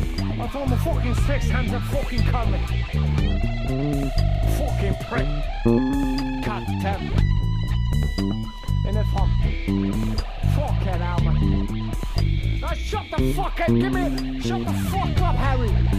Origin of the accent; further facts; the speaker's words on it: India; Cause I'm from India, I almost can't speak when I'm thinking, man.